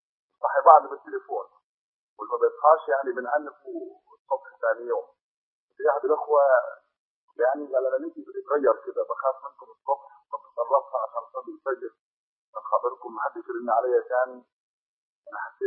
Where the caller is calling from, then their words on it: Upper Egypt, Egypt; السؤال ده موجود عندنا احنا في الصعيد هنا